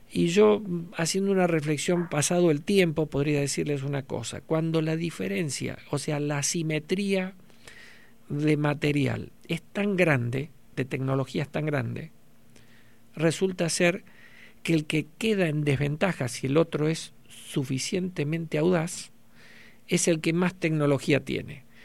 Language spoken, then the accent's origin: Spanish; Argentina; nosotros somos argentinos y no dejamos de ser eso